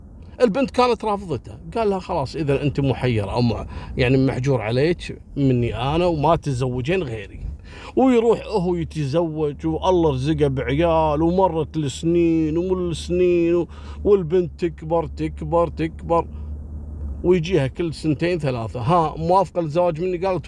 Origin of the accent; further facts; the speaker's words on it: Kuwait; حصلت عندنا في الكويت عام 73 في شاب اسمه محمد.